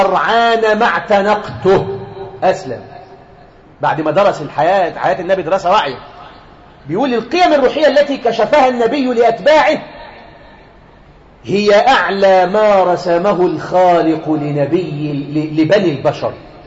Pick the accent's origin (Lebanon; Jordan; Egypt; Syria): Egypt; احنا عندنا في مصر هنا بنات في الاعدادي